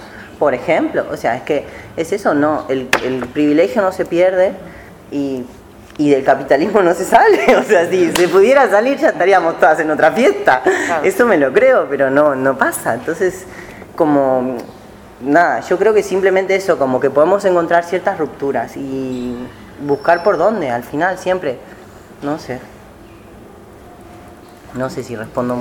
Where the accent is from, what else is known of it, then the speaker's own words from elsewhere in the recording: Argentina; vengo de Argentina, peronista